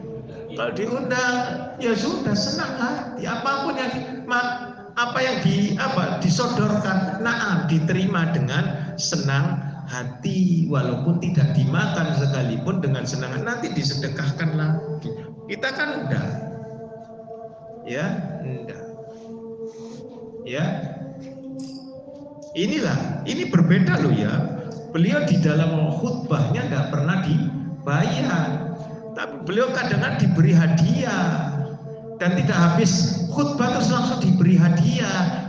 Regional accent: East Java, Indonesia; Kadang-kadang karena seorang saya Jawa Timur, ya toh, keluar misuhnya.

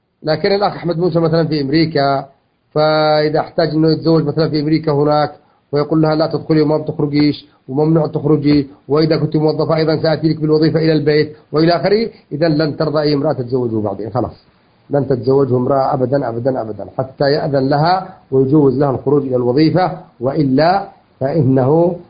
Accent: Yemen; لكن اللي أعرف أنه عندنا في اليمن

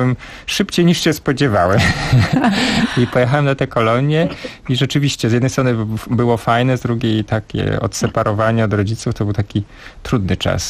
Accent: Bielsk Podlaski, Podlaskie Voivodeship, Poland; Ja pochodzę z mojego miasta na Podlasiu, które się nazywa Bielsk Podlaski.

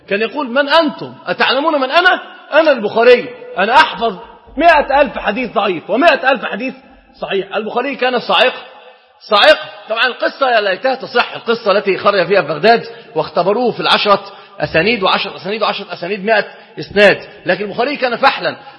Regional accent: Egypt; إحنا عندنا في مصر اشتهر شيء قوي جدا

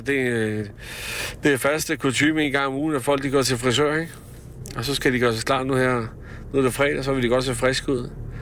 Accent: Slagelse, Zealand, Denmark; Gammel dreng her fra Slagelse. Da jeg gik i skole her i Slagelse

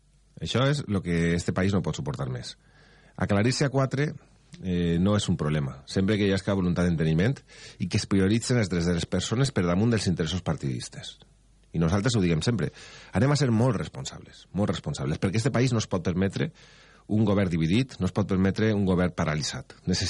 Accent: Algemesí, Valencian Community, Spain; Vaig ser faller al meu poble, al Gemessí, a la Falla Cabanilles

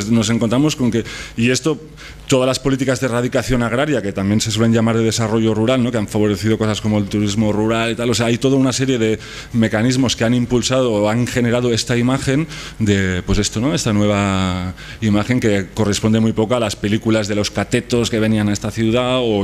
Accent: Barcelona, Catalonia, Spain; yo soy de Barcelona, ¿eh?

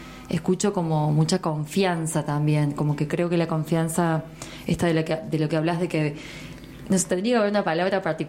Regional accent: Villa Mercedes, San Luis, Argentina; yo soy de Villa Mercedes y veníamos así a pasar el día.

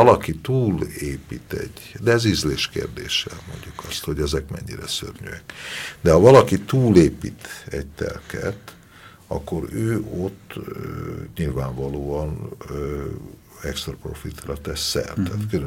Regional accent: Budapest, Hungary; A budai várnegyedet mi imádjuk, mert mi itt nőttünk föl, és ez a miénk.

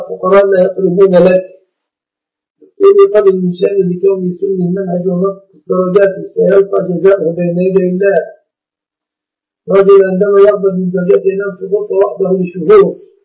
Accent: Egypt; عندنا في مصر كان سماها زمان طاسة الطربة.

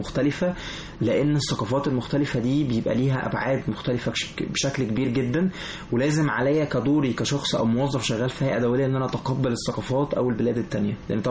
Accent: Egypt

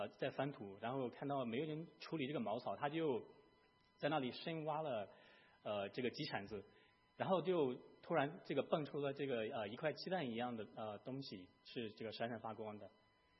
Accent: Shandong, China; born there; 我出生在山东的一个县城，我所在的县城它的土地大概也不怎么肥沃，好像它也不是怎么特别的靠海，就是它大概的情况是这个资源上面来讲大概是一般，但是它有一个独特的地方，它这个出产钻石

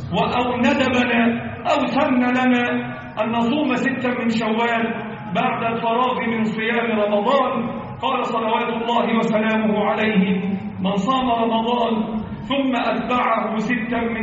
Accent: Egypt; اللهم احفظ بلدنا مصر

